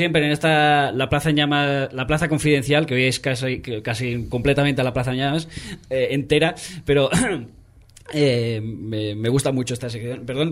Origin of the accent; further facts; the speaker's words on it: Catalonia, Spain; yo que soy catalán